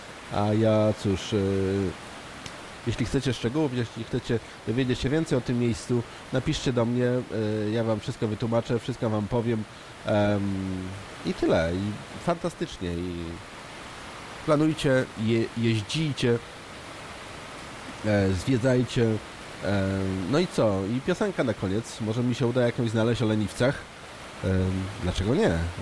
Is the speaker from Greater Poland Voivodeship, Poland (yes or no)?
yes; Poznań, Greater Poland Voivodeship, Poland; a ja z Poznania jestem